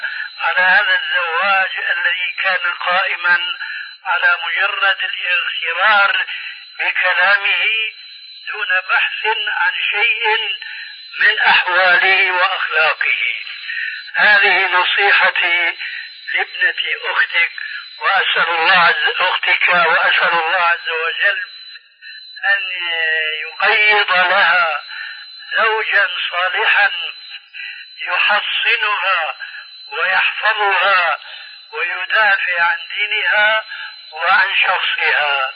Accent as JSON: {"language": "Arabic", "country": "Syria", "said": "كما يقولون عندنا في سوريا: بالسريج والفتيل."}